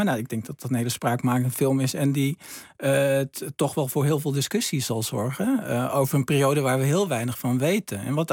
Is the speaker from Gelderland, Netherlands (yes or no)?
yes; Vaassen, Gelderland, Netherlands; In Vaassen, waar ik vandaan kom, was er een hulpverleningsinstantie wat zich richtte op werkloosheid, drugsverslaving.